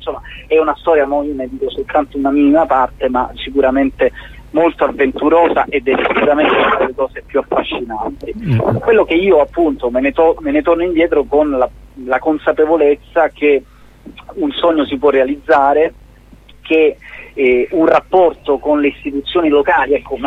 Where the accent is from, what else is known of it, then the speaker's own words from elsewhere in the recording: Apulia, Italy; essendo pugliese io